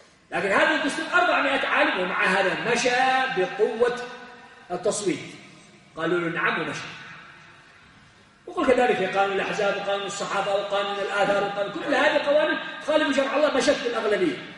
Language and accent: Arabic; Yemen; عندنا في اليمن